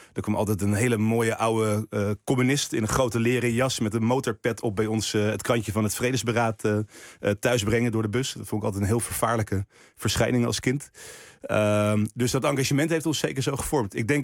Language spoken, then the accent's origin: Dutch; Texel, North Holland, Netherlands; ik ben wel echt van Texel. Maar als je echt de Texelaars vraagt, ben ik nog steeds import. Ook al is het getrapt.